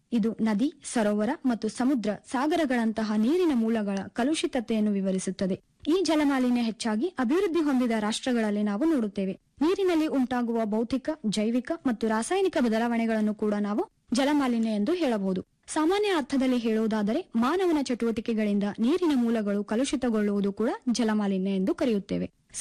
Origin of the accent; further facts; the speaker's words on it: Kalaburagi, Karnataka, India; ನಾನು ಮೂಲತಃ ಕಲಬುರಗಿ ಜಿಲ್ಲೆಯವಳು.